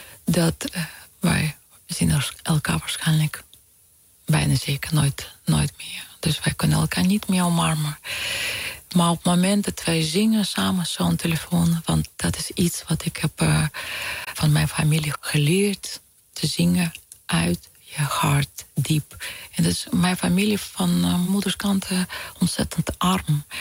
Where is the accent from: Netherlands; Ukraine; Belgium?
Ukraine; born there; Dutch is a second language; Ik voel ook heel zo verbonden aan Oekraïne. Aan mijn geboorteland.